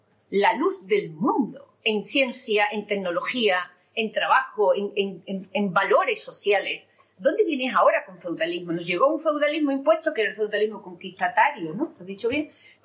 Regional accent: Andalusia, Spain; en nuestras bibliotecas como andaluces

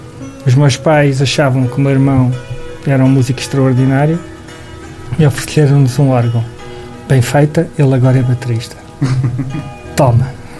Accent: Lisbon, Portugal; Eu sou de Alfama e a minha família tinha uma taberna barra casa de fados.

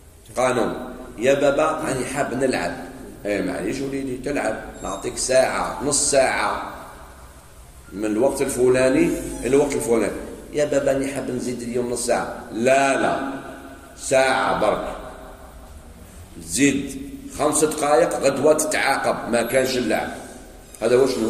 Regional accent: Algeria; خاصة في بلدنا الجزائر

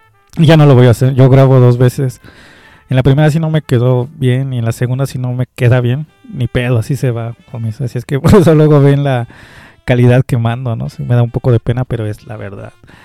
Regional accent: Culhuacán, Mexico City, Mexico; Yo también soy de Culhuacán

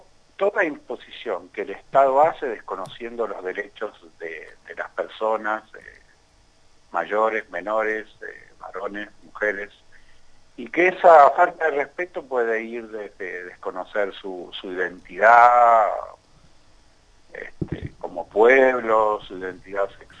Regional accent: Santa Fe, Argentina; soy santafesino

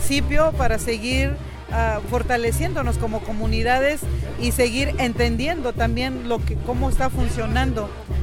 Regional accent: Oaxaca, Mexico; para poder mantener ahora sí que nuestra identidad como oaxaqueños a través ahora sí de los años migratorios que llevamos.

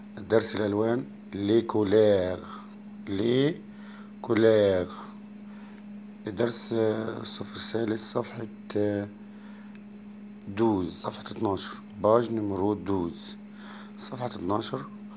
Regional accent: Egypt; موف احنا بنقول عندنا في مصر

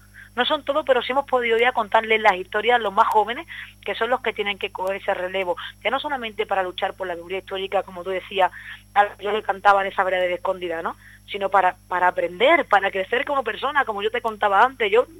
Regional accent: Seville, Andalusia, Spain; Es donde casi nací en Sevilla, pero bueno, es donde he nacido, donde me he criado, donde tengo todas mis raíces

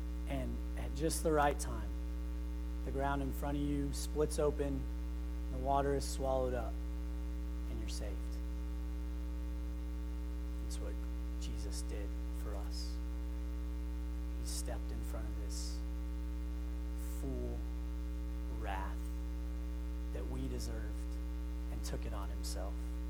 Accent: Farmington, United States; Growing up in Farmington, there was this hill that we loved to skate on because it had this big turn that was fun to make.

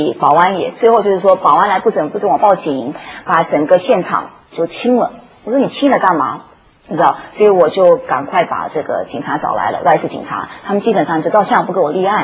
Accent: New York, United States; 因为你知道我是从纽约长大的。

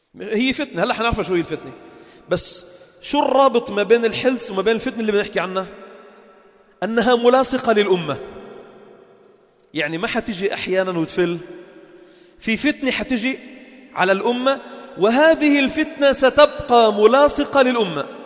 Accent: Lebanon; born there; هاي أنا خلقنا من فلسطين، خلقنا بلبنان وأبي خلق بلبنان وجدي إجا على لبنان عمره 5 سنين

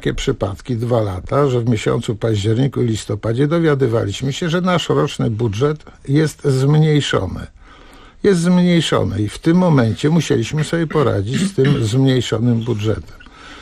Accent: Pionki, Masovian Voivodeship, Poland; Przez wiele lat byłem dyrektorem Domu Kultury w Pionkach właśnie, gdzie mieszkam, skąd pochodzę i gdzie jestem również radnym

